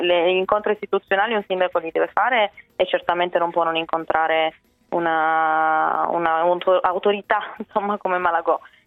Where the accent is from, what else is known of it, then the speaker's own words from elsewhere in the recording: Turin, Piedmont, Italy; io vengo da Torino